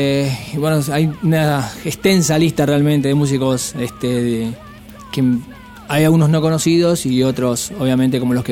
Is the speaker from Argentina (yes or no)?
yes; Argentina; Somos 5 argentinos y una sueca.